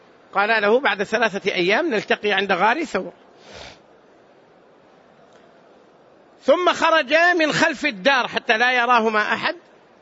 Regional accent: Hejaz, Saudi Arabia; والسمر نوع من الشجر البري معروف عندنا في الحجاز

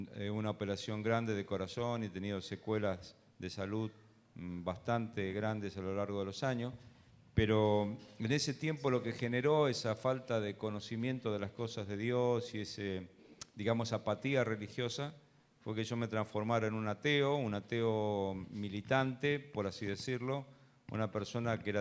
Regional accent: Luján, Buenos Aires Province, Argentina; born there; Yo nací en la ciudad de Luján. Y como se imaginan, naciendo en Luján, tenía un contexto católico, mi familia

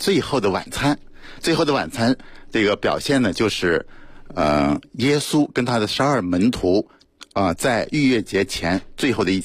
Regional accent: China; 所以它是甜型葡萄酒，更适合我们中国人的消费习惯。

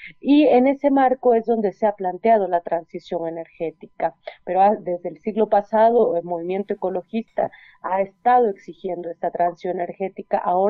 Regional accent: Oaxaca, Mexico; yo soy del Istmo de Tehuantepec, Oaxaca, en la zona de los Chimalapas, que es un territorio muy, muy, muy biodiverso, muy selvático. Y bueno, pues soy parte del pueblo Zoque

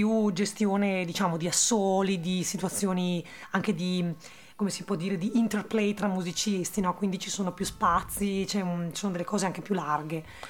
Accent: Brescia, Lombardy, Italy; accent: Brescian; Io sono lombarda e quindi, anzi, nemmeno lombarda, sono proprio bresciana, che forse è un aggravante in alcuni momenti, perché abbiamo questo accento molto forte, no?

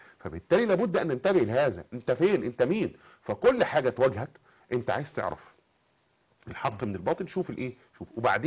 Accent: Cairo Governorate, Egypt; born there; لان كنت قريب انا من منطقه من مواليد الخليفه يعني

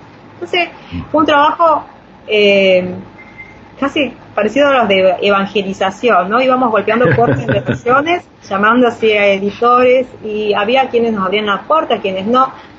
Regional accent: Palermo, Buenos Aires, Argentina; Yo soy de Palermo

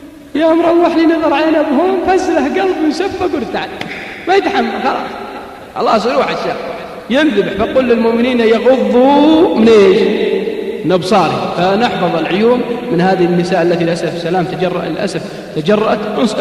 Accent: Al-Qassim, Saudi Arabia; إذا صار مثلي أسمر عندنا بالقصيم يسمونه عبيد

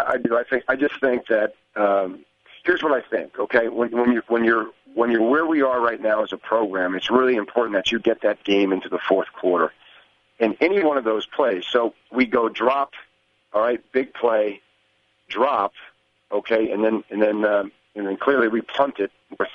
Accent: New Jersey, United States; Obviously, growing up in New Jersey, born and raised with him.

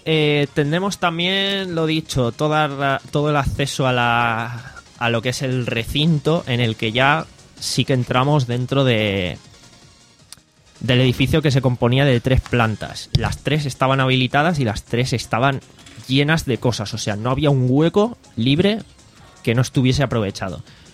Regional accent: Alicante, Valencian Community, Spain; que está fácil de llegar para nosotros que somos de aquí, de Alicante.

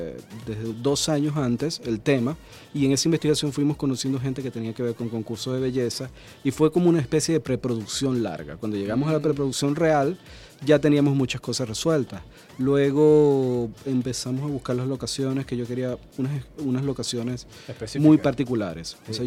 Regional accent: Maracaibo, Zulia, Venezuela; Aunque yo soy de Maracaibo y algunos me reclamaban que porque no la iba a filmar allá

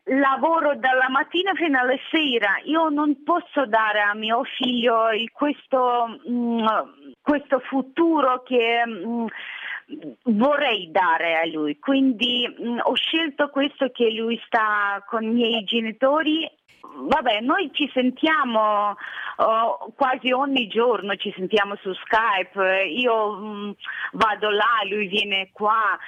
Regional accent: Sambir, Lviv Oblast, Ukraine; moved away as an adult; now in Italy; Sono originaria di Sambio, regione di Leopoli. Resisto in Italia già 7 anni.

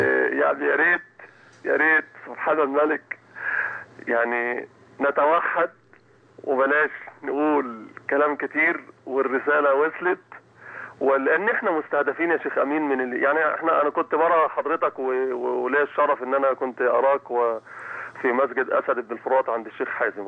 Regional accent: Egypt; فنتوحد بكل اطيافنا، بكل كمصريين

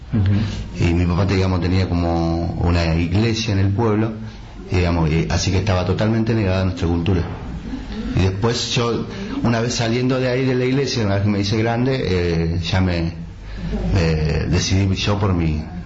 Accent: Pilcaniyeu, Río Negro, Argentina; born there; now in El Bolsón, Argentina; Pilcanilleu. Pilcanilleu queda... cerca de Bariloche, más o menos, 60 kilómetros, Bariloche, línea sur, más o menos.

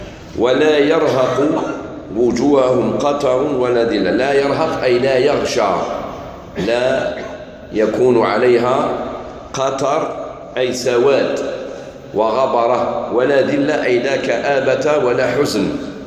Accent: Algeria; هذه البدعة هذه الموجودة في بلادنا الجزائر

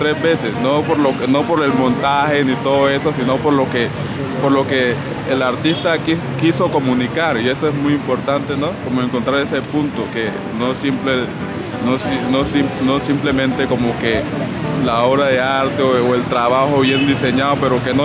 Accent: Chocó, Colombia; born there; now in Bogotá, Colombia; vengo de Bogotá, pero digamos que tengo dos residencias. Mi residencia natal es Chocó Pacífico

